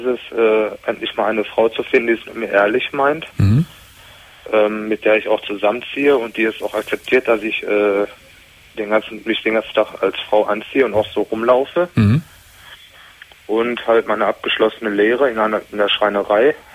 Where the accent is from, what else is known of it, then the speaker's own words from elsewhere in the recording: North Rhine-Westphalia, Germany; da ich ja gebürtiger Ruhrpottler bin.